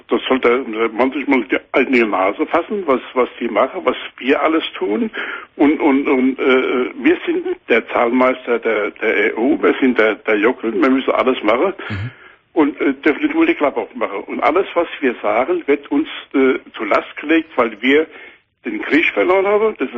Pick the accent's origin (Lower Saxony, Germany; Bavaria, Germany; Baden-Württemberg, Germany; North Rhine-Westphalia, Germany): Bavaria, Germany; Aschaffenburg; Ich komme aus Aschaffenburg oben